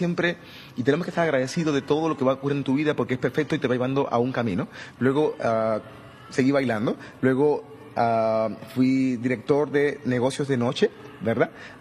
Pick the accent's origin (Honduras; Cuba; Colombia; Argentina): Cuba; moved away; Salí de Cuba hace 18 años, creo que fue por marzo, creo que es marzo 22, 18 años.